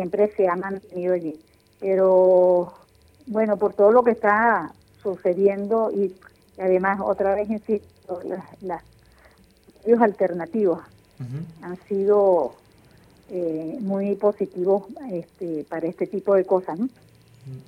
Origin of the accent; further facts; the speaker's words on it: Venezuela; los venezolanos somos venezolanos todos